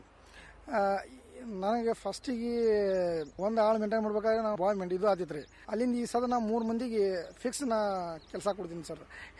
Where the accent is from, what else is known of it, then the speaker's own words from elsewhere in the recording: Hattarga, Karnataka, India; ಹಾಂ ಸರ್, ನಮ್ಮೂರು ಹತ್ತರ್ಗಾ ಸರ್, ಇಂಡಿ ತಾಲೂಕು ಹತ್ತರ್ಗಾ ಸರ್. ಅಲ್ಲೇ ಊರು ಪಕ್ಕ 1 ಕಿಲೋಮೀಟರ್ ತೋಟ ಇದೆ ಸರ್